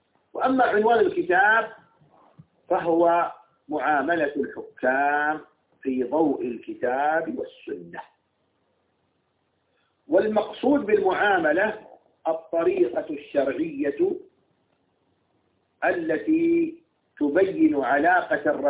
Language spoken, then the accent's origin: Arabic; United Arab Emirates; مثل عندنا في الإمارات يقال